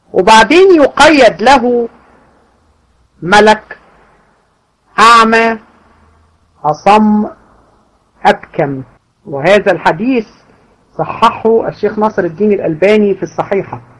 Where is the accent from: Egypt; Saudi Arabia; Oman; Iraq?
Egypt; وده المشهور عندنا في مصر